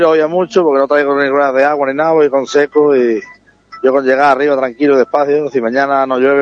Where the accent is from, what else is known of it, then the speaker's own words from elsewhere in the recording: Estepa, Andalusia, Spain; Yo de Estepa, Sevilla.